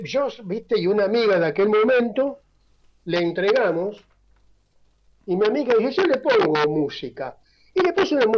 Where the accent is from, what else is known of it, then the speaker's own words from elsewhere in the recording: Buenos Aires, Argentina; Yo soy muy porteño, ¿viste? Muy porteño.